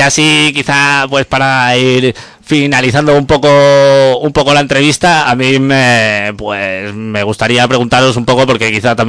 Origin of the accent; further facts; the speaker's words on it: L'Hospitalet de Llobregat, Catalonia, Spain; vive en el límite de Barcelona, pero al otro lado vivo yo, que soy de Hospitalet